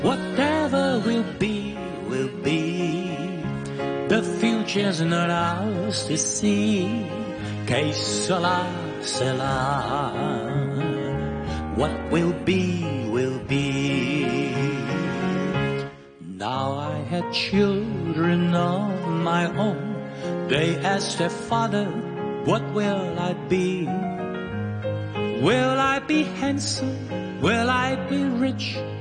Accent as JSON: {"language": "Cantonese", "country": "Hong Kong", "said": "因為我哋香港人唔好興，就呢個係真嘅"}